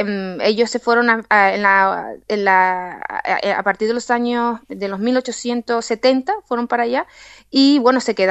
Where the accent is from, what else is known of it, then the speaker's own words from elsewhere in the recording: Canary Islands, Spain; precisamente por la situación histórica nuestra de las islas, Canarias está repartida